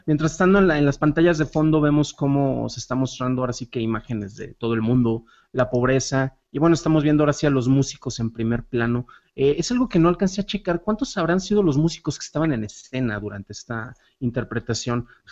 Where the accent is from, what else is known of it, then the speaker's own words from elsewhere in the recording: San Juan de los Lagos, Jalisco, Mexico; Los que me conocen saben que soy originario de San Juan de los Lagos, allá en Jalisco.